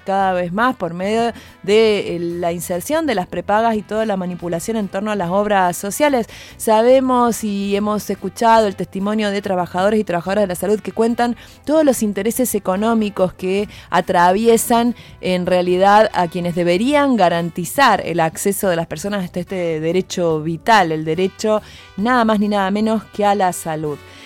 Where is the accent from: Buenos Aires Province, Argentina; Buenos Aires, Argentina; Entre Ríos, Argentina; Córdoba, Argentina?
Córdoba, Argentina; para quienes somos de acá de Córdoba es un nombre muy conocido